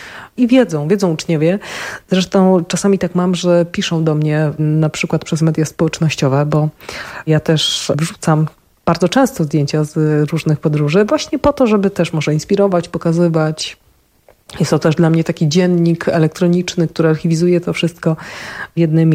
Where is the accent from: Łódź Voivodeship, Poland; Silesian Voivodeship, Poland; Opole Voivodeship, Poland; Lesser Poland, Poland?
Opole Voivodeship, Poland; Opole; accent: Silesian; No Opole akurat jest moje, bo mocno wrosłam w to miejsce, czuję się Ślązaczką, mówię po śląsku.